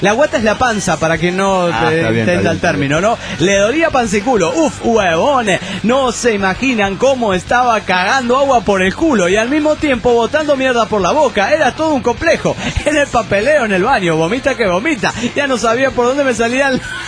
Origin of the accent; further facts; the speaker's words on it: Barcelona, Catalonia, Spain; ¿Qué tal? … de Gran Hora de Barcelona, España.